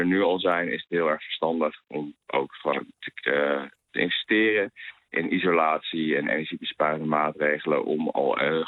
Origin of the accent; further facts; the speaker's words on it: Netherlands; Maar wij als Nederlanders zelf... ook al bij de huidige gasprijzen zijn er enorm bij gebaat